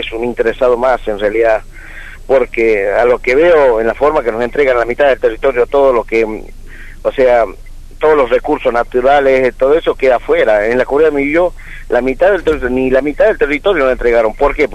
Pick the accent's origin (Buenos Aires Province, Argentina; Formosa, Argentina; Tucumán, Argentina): Tucumán, Argentina; nosotros nos vinimos muy contentos de Tucumán, o sea, todos los hermanos